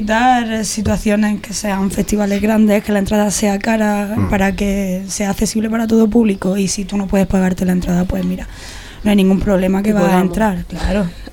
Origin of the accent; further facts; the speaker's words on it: Murcia, Region of Murcia, Spain; Menos en mi ciudad, en ya, mi tierra, que todavía estoy esperando a que me inviten.